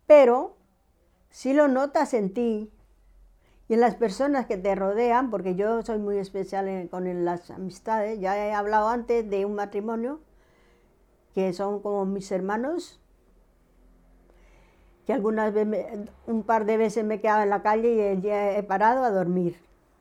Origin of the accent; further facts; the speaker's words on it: Colombia; a los 20 años me he ido a la capital de Colombia, porque soy colombiana, ¿no? Y nací en el 48. Y entonces, pues eso, que he llegado a Bogotá, he vivido, he trabajado